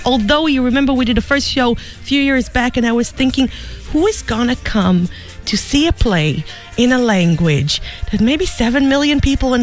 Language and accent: English; Israel; they're from my home country of Israel.